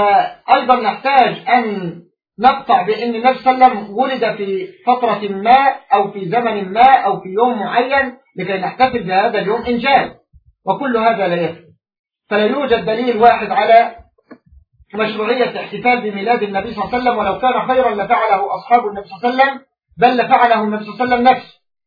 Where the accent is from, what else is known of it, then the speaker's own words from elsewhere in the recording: Egypt; حتى يعني عندنا في مصر للأسف الشديد